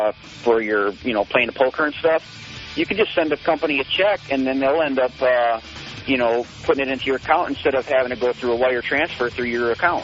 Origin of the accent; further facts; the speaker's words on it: Las Vegas, Nevada, United States; I'm from Vegas, and, I mean, there's casinos everywhere.